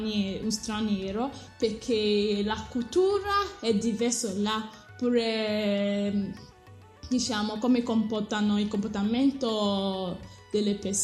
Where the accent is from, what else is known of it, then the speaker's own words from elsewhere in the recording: Nigeria; Italian is a second language; No, sono nata in Nigeria e i miei genitori sono nigeriani. Rispondo tranquillamente, dico vengo da Nigeria e sono una nigeriana.